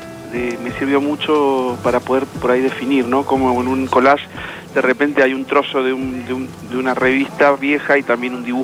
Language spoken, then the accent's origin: Spanish; Mendoza, Argentina; yo me crié en Mendoza. Y bueno, cuando venía acá a Buenos Aires me encantaba el anonimato de la ciudad